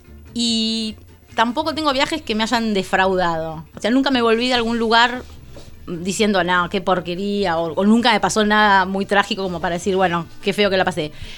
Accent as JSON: {"language": "Spanish", "region": "Mérida", "country": "Venezuela", "said": "Sí. De la ciudad de Mérida."}